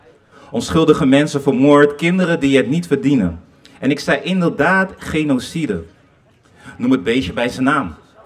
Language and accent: Dutch; The Hague, South Holland, Netherlands; Ik ben geboren in Den Haag, maar mijn roots liggen in de Democratische Republiek Congo. Ondanks dat ik in Den Haag ben opgegroeid, heb ik altijd een stukje van Congo in mijn hart.